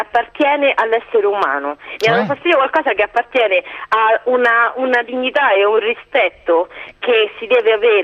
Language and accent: Italian; Rome, Lazio, Italy; sono romana, cresciuta a Roma, eccetera.